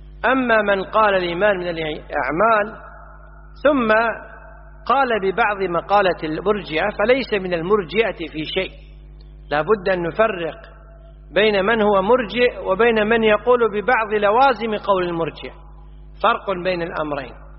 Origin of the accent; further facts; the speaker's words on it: Kuwait; وإحنا عندنا في الكويت يستهلون الهمز